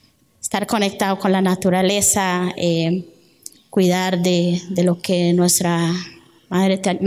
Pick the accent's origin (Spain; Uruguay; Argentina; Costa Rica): Costa Rica; Térraba, Puntarenas; moved away as an adult; now in San José, Costa Rica; Cuando yo salí de mi pueblo hace unos 23 años, cuando llegué aquí en San José, empecé a luchar contra una sociedad en donde yo les decía a la gente que soy indígena.